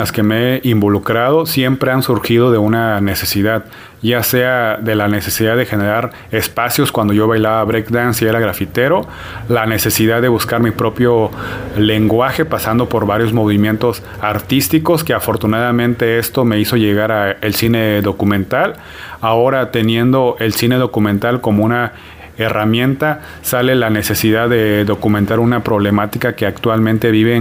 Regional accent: Juchitán de Zaragoza, Oaxaca, Mexico; Soy de Juchitán de Zaragoza, Oaxaca, una comunidad zapoteca que pertenece al Istmo de Tehuantepec.

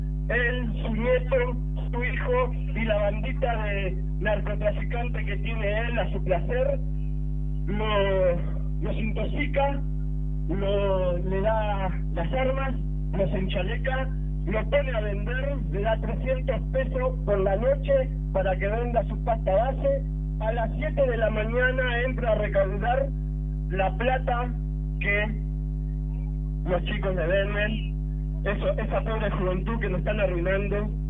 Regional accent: Buenos Aires, Argentina; Yo soy del barrio de Villega, en la calle 800

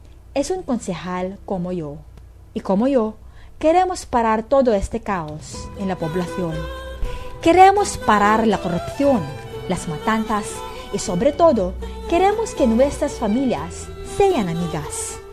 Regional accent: Calabarzon, Philippines; Vengo de una familia de una dinastía política, como si dijéramos. Somos los reyes de Cavite.

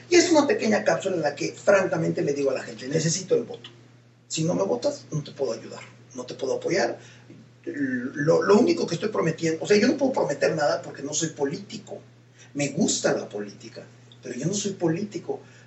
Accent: Mexico; hoy tenemos que valorar como mexicanos muy bien el momento en el que estamos

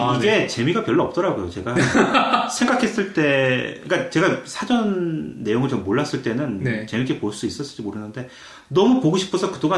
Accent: South Korea; 전 80년대 어린 시절을 한국에서 보냈는데

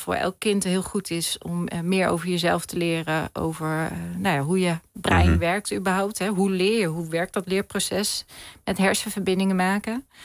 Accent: Hengelo, Overijssel, Netherlands; Ja, ik kom zelf ook uit het oosten van het land, Hengelo.

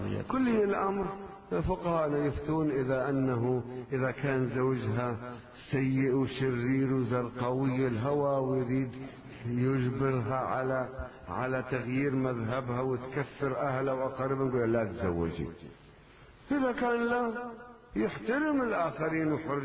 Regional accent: Lebanon; عندنا بلبنان

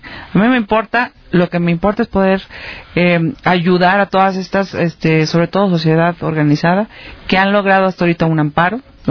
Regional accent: Mexico; estoy como mexicana y estoy como mamá de niños.

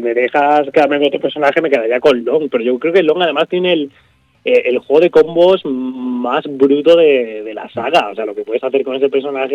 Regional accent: Andalusia, Spain; en mi pueblo, en un pueblecito de Málaga, un tío mío tenía un bar allí.

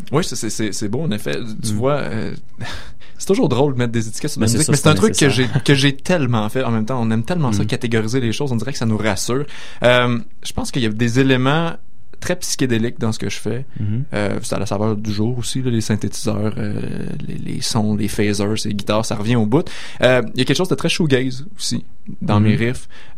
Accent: Quebec, Canada; je suis québécois, le français c'est quand même important, c'est ma propre culture.

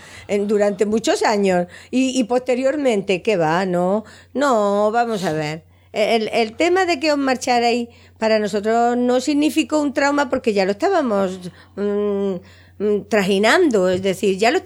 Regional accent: Arteixo, Galicia, Spain; Yo como soy de Arteixo, no, a mí no.

